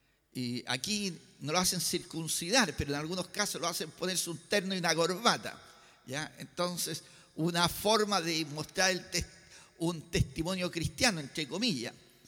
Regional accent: Valparaíso, Chile; ya que soy ciudadano de Valparaíso por más de 60 años, por más de 60 años

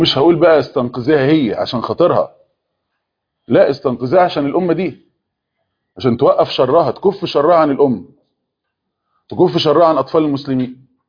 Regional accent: Egypt; احنا كان عندنا في مصر كام واحدة كده حيزبونة

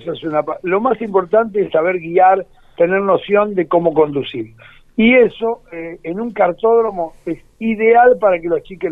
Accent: Buenos Aires, Argentina; born there; era un tipo del barrio, Mataderos, donde yo nací. Yo soy uno de los pocos pilotos porteños

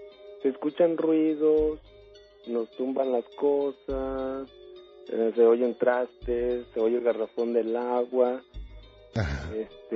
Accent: Saltillo, Coahuila, Mexico; now in Aguascalientes, Mexico; Para todo esto, pues yo no soy de aquí, yo soy de Saltillo.

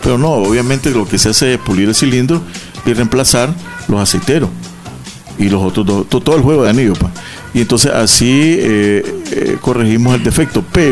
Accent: Nicaragua; somos, porque todos somos, los nicaragüenses bien así

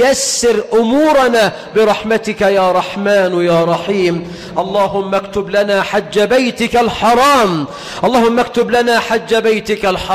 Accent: Egypt; اجعل بلدنا مصر أمنا أمانا، رخاء سخاء

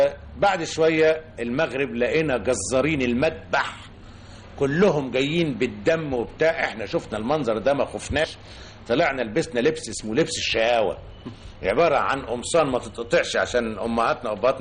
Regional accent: Sayyida Zeinab, Cairo Governorate, Egypt; born there; أنا من مواليد السيدة زينب

